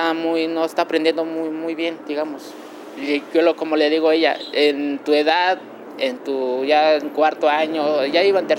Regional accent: Mexico City, Mexico; also born or lived in Santiago Mexquititlán, Querétaro; Yo vengo del estado de Querétaro, ahí por Santiago Mexitlán, soy otomí, y surge esto desde que yo estaba chico. A los 7 años me trajeron acá en la Ciudad de México, y aquí empecé a estudiar.

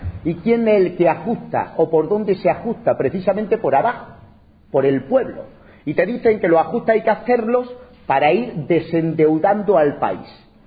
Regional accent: Spain; En mi país, en España

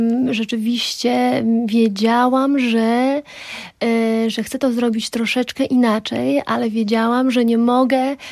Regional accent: Roztocze, Poland; accent: Roztocze; wywodzę się z Roztocza, mój taki roztoczański zaśpiew, jeśli chodzi o linię melodyczną

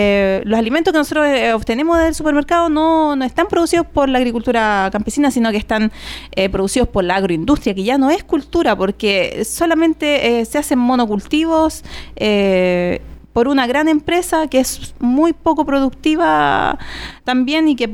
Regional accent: Chile; nosotros como chilenos

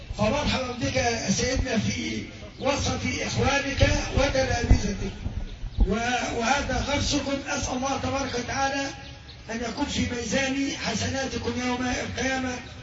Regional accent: Alexandria, Alexandria Governorate, Egypt; انتوا عارفين يا اخوة ان هوايا سكندري، انا تربيت في الاسكندرية

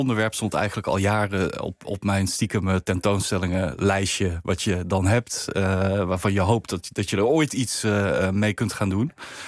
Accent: Tilburg, North Brabant, Netherlands; Ik ben niet geboren en getogen in Den Haag, maar in het zuiden van het land, in Tilburg.

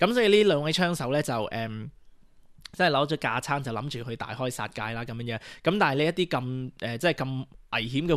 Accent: United States; 即係我哋美國人，我哋係有言論自由嘅呢一個國家

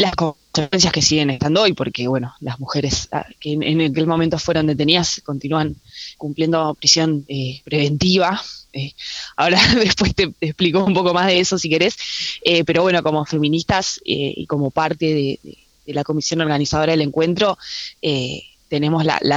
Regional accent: Bariloche, Río Negro, Argentina; o sea, sí, soy acá de Bariloche.

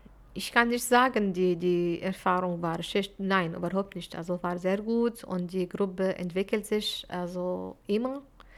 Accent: Syria; German is a second language; Ich komme aus Syrien und ich kann mit jemandem, der aus Frankreich beispielsweise kommunizieren, obwohl wir sind aus verschiedenen Ländern und Kultur und Sprachen

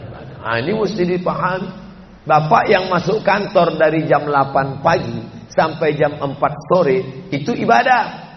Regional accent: Sumatra, Indonesia; Padahal dia dari Jawa, saya dari Sumatera.

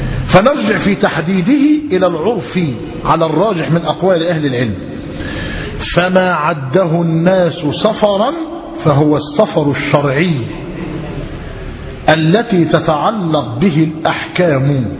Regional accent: Gharbia, Egypt; زمان في بلدنا، إحنا بلدنا بينه وبين زفتة 12 كيلو تقريبا

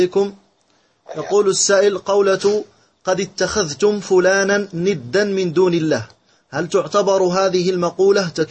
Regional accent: Morocco; لأنه يكثر عندنا في المغرب الحلف به وحق الله

